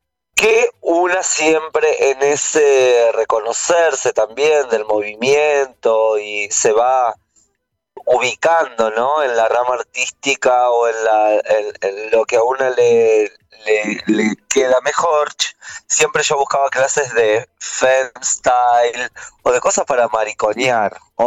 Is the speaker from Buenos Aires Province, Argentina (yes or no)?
yes; Mar de Ajó, Buenos Aires Province, Argentina; born there; now in Buenos Aires, Argentina; Soy una travesti no binaria que vino a Buenos Aires, a la gran ciudad, hace unos 9 años. Soy nacida en Mar de Ajó, soy sirena natural.